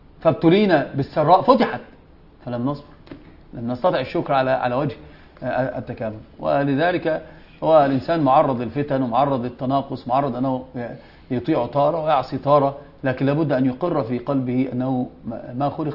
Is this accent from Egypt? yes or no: yes; Egypt; هذه يسمونها ايش؟ كعكة عندنا في مصر